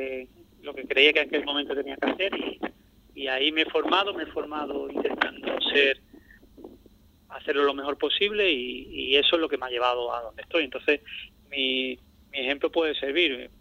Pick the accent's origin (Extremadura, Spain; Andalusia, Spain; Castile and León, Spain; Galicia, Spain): Andalusia, Spain; Ubrique; todavía sigo sensado allí, que yo, aunque vivo fuera, pero a mí me gusta ser de Ubrique y sentirme ubriqueño.